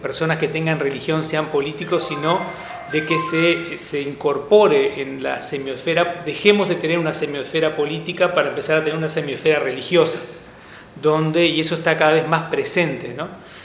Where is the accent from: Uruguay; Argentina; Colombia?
Uruguay; somos la Suiza de América, creemos que nada nos va a tocar